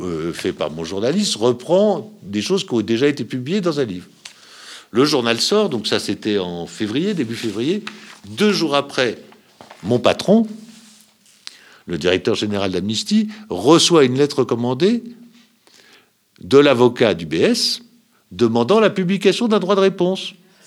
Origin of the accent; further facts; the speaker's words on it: France; c'est qu'elle est en danger ici, là, chez nous, en France, immédiatement.